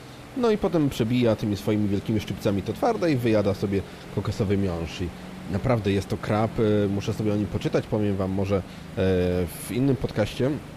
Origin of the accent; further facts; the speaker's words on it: Poznań, Greater Poland Voivodeship, Poland; a ja z Poznania jestem